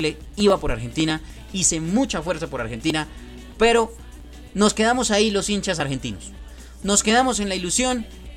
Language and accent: Spanish; Colombia; soy colombiano, ¿no?